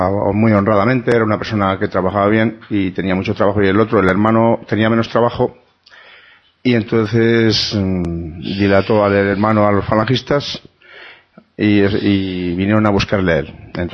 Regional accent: Aranda de Duero, Castile and León, Spain; Yo soy de Aranda de Duero, de un pueblo de Aranda de Duero

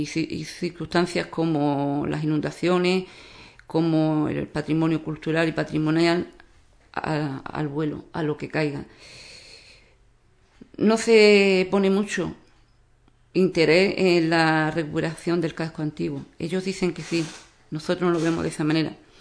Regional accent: Ubrique, Andalusia, Spain; Ubrique necesita un PGO, pero no cualquier PGO. Mi pueblo, mi gente, necesita el mejor PGO

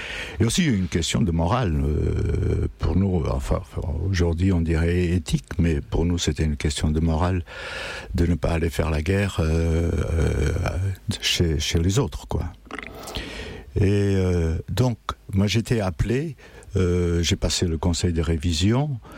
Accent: Setúbal, Portugal; now in France; Moi aussi, quand je suis parti du Portugal, ce n'était pas pour rester en France. Je devais aller à Hambourg parce que les copains de la plage, là, à Setúbal, on devait aller travailler déjà dans des cargos à Hambourg

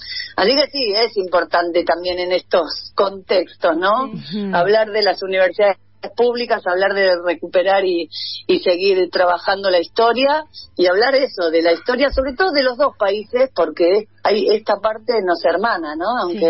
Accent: Mexico; now in Argentina; yo nací en México, como decía, después me hice argentina, pero bueno, mi lugar de nacimiento sigue siendo es México y tengo largos años de mi infancia allá.

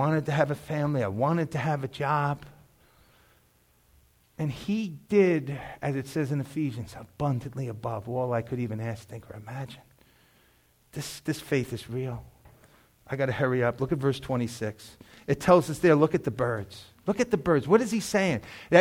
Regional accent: New York, United States; I was a hood kid, man. Right across the street was Moffett Gardens. I grew up on St. Joseph Avenue.

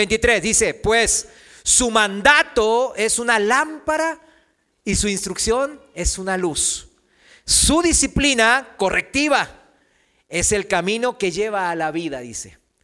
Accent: South Korea; Spanish is a second language; en mi país, en Corea

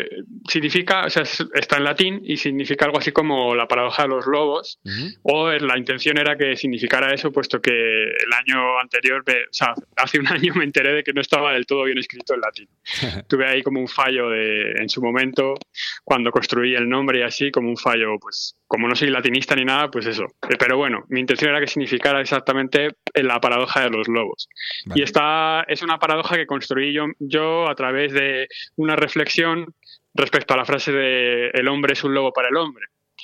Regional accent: Madrid, Community of Madrid, Spain; Sí, yo crecí en Madrid, o sea, me crié allá, sí, en Carabanchel.

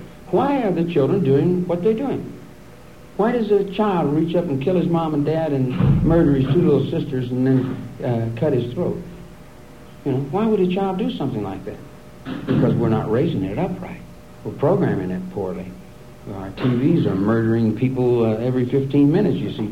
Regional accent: Kentucky, United States; now in Wheeling, United States; I live in Wheeling, West Virginia. I'm from Kentucky. I'm a Kentucky boy.

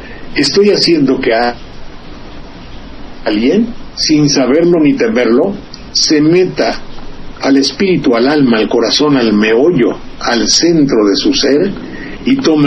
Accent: Xalapa, Veracruz, Mexico; Soy de Jalapa, y los chiles jalapeños, que ya hoy no se hacen, son reconocidos en muchas partes.

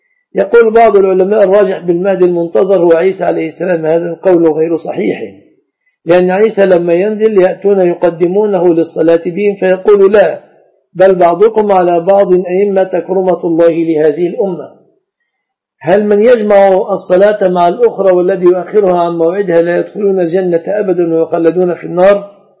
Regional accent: Egypt; وقائمة العبش في بلادنا مصر من الصداق.

